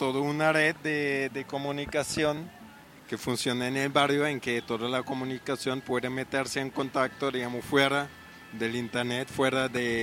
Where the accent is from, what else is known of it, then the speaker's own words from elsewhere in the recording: Switzerland; soy de Suiza